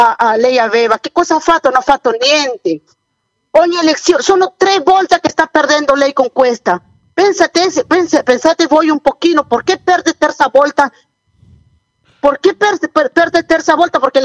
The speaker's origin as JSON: {"language": "Italian", "country": "Peru", "second_language": "Italian", "said": "No, il mio paese già è un Venezuela, perché lei vede solo Lima, non è il Perù, non è solo Lima, il Perù deve andare nell'interiore"}